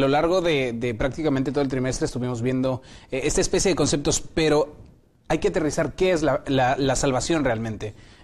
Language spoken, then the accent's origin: Spanish; State of Mexico, Mexico; estudio la licenciatura en teología y mi estado es bello también, el estado de México.